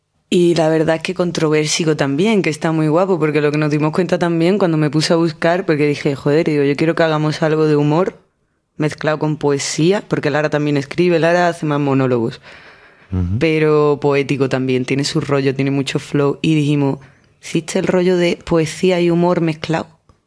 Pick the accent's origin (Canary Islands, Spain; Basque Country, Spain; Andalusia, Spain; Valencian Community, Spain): Andalusia, Spain; Seville; yo soy de Sevilla